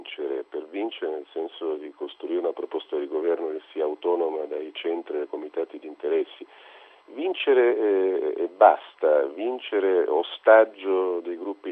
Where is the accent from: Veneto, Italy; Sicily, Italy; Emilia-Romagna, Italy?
Sicily, Italy; però siccome sono siciliano